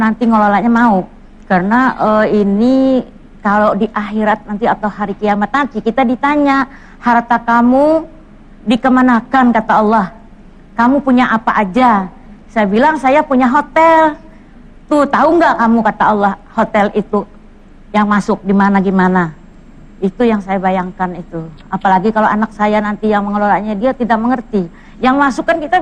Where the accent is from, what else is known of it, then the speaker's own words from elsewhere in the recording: Palangkaraya, Central Kalimantan, Indonesia; Saya kan dari Palangkaraya, Kalimantan Tengah.